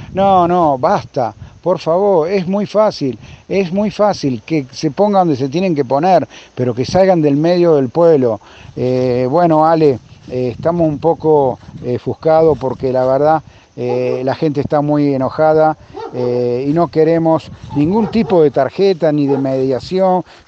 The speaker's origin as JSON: {"language": "Spanish", "town": "Villa Giardino", "region": "Córdoba", "country": "Argentina", "said": "Santa Cecilia pertenece a Villa Yardino, somos de Villa Yardino, tuvimos 28 años y medio el peaje"}